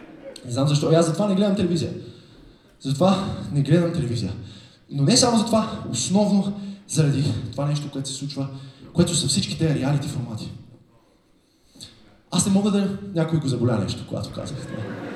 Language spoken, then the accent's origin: Bulgarian; Veliko Tarnovo, Veliko Tarnovo Province, Bulgaria; Аз примерно съм от Велико Търново, връщам се понякога.